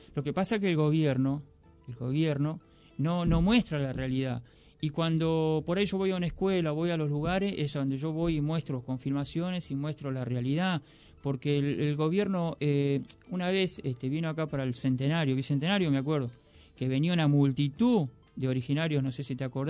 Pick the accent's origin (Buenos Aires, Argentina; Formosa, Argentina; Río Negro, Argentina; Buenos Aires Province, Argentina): Formosa, Argentina; Yo hace poquito vine de allá de mi pueblo, ¿no? De Formosa Capital.